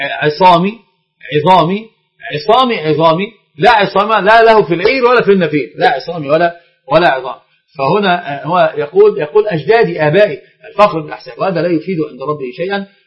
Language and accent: Arabic; Egypt; طبعا عندنا في مصر بالذات الخطأ الفاحش اللي نقع فيه